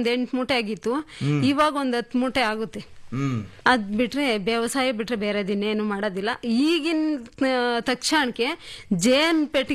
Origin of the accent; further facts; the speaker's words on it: Maknalli, Karnataka, India; now in Manchikenahalli, India; ನಾನು ಓದಿರೋದು 7th. ನಮ್ಮೂರು ಮಾಕ್ನಳ್ಳಿ.